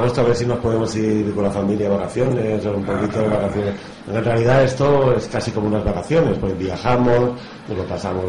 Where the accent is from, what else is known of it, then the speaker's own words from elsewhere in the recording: Barcelona, Catalonia, Spain; Somos de Barcelona, bueno, tenemos todos los colegas allá